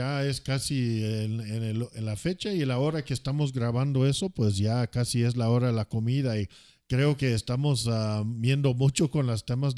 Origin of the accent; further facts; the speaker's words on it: United States; soy norteamericano, soy un americano, tengo 46 años, soy casado.